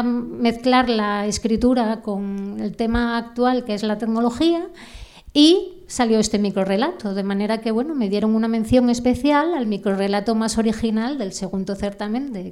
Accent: Langreo, Asturias, Spain; yo os he contado que vengo desde Caborana, pero yo soy de Langreo.

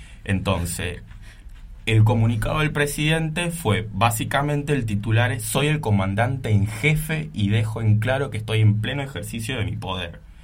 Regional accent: Argentina; es el hecho de traerlo un poco y asemejarlo respecto a la historia que a nosotros nos acontece como argentinos

